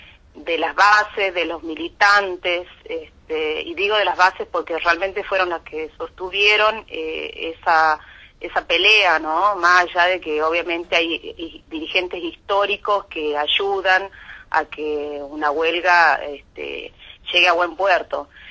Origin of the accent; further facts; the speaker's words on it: Tucumán, Argentina; yo soy tucumana, vivo acá